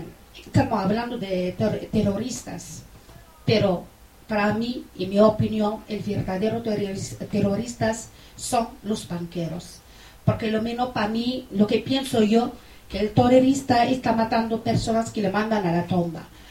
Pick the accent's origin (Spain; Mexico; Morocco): Morocco; soy marroquí